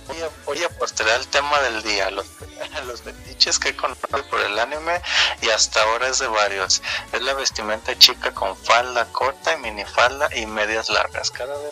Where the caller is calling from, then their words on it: Guadalajara, Jalisco, Mexico; Yo soy de Guadalajara.